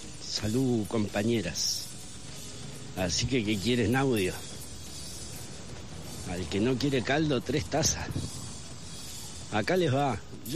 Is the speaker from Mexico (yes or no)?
no; Concepción del Uruguay, Entre Ríos, Argentina; born there; aquí en la villa del Arroyo de la China, colonialmente renombrada Concepción del Uruguay, ciudad donde nací, en Entre Ríos